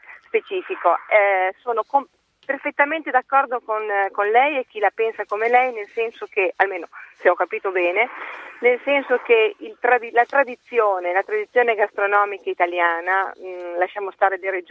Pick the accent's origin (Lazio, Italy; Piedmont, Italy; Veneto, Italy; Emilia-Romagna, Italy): Piedmont, Italy; Io sono piemontese